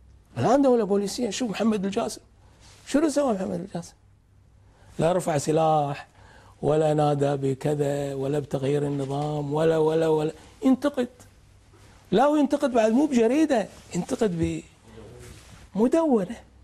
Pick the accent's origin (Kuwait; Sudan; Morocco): Kuwait; ايش وردت ديرتنا طلبنا أي بلد يتعرض لما تعرضت له الكويت لازم تشكل لجنة تحقق في الموضوع